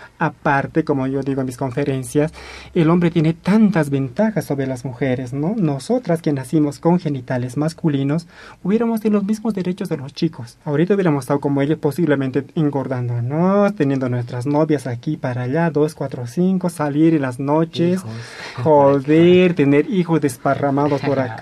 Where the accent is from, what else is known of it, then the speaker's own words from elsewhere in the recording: Sancoray, La Paz, Bolivia; Soy una mujer transexual. Soy de la provincia Masuyo, Sancoray, me se llama mi pueblo. Hablo aymara.